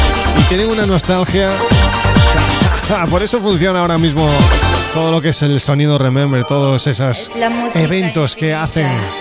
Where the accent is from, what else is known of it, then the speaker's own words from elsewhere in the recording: Galicia, Spain; moved away; Ya sabes que yo soy de Galicia, pero estoy afincado ya de más de 10 años